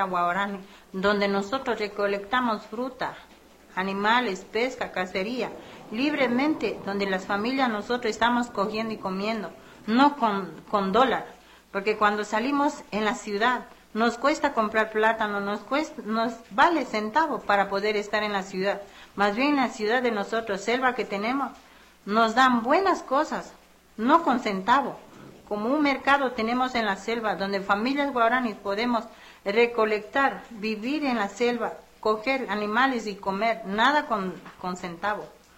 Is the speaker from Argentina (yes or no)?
no; Amazonía, Ecuador; Somos de Amazonía, donde hemos nacido nosotros, Guaorani. Somos especialistas Guaorani, que conocemos muy bien y manejamos la selva.